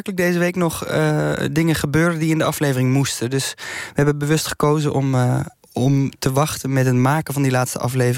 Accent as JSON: {"language": "Dutch", "region": "North Brabant", "country": "Netherlands", "said": "Ja, ik kom uit de buurt van Vught. Dus het is een verhaal dat ik ken uit mijn jeugd al."}